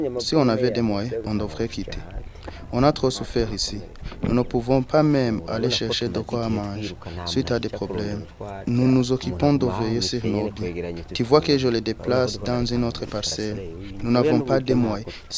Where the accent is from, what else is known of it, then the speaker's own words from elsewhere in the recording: Burundi; Nous sommes des Burundais, des citoyens patriotes. Nous aimons notre nation.